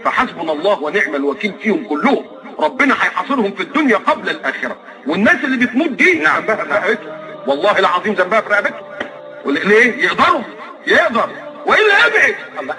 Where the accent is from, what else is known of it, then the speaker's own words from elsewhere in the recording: Egypt; انا مكسوف وانا قاعد ان انا ابقى مصري